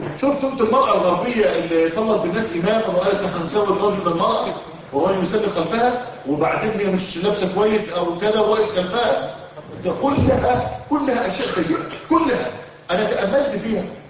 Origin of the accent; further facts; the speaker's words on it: Egypt; على فكرة دي رأي المفتي عندنا في مصر